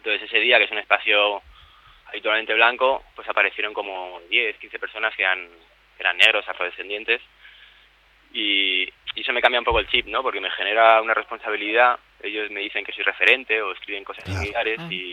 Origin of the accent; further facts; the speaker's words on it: Spain; Oye, ¿tú de dónde eres? Pero yo soy español. ¿Pero de dónde, no?